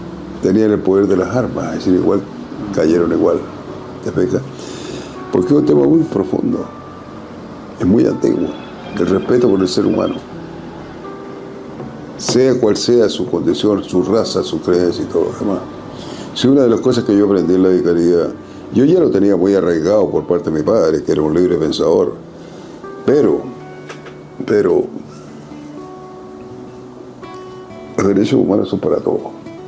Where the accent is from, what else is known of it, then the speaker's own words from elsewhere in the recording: Antofagasta, Chile; Yo soy de Antofagasta.